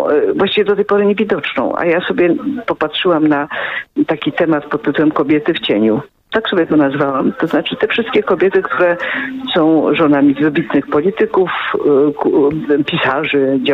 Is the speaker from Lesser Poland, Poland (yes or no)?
yes; Kraków, Lesser Poland, Poland; Ja z Krakowa.